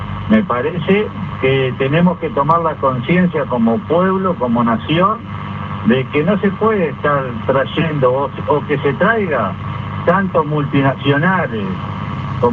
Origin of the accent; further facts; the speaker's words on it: Uruguay; Yo pienso que nosotros como uruguayos, el país nos debemos una discusión sobre el uso de los recursos naturales.